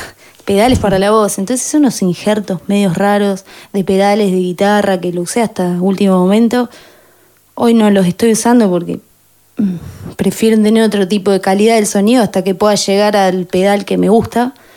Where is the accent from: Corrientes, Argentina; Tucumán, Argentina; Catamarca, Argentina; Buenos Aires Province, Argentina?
Buenos Aires Province, Argentina; Azul; moved away as an adult; now in La Plata, Argentina; yo soy de Azul, vine después de terminar la escuela, unos años después, dos años más o menos después